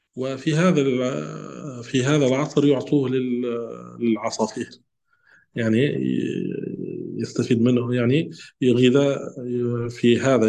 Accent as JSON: {"language": "Arabic", "country": "Tunisia", "said": "نحن عندنا في تونس نملح الزيتون"}